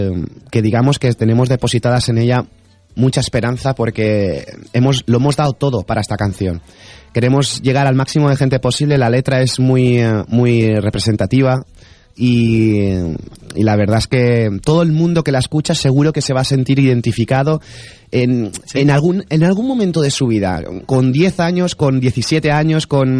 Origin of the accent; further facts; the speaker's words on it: Valencian Community, Spain; Cuando hablo de que soy español, de valenciano, siempre tienen en la memoria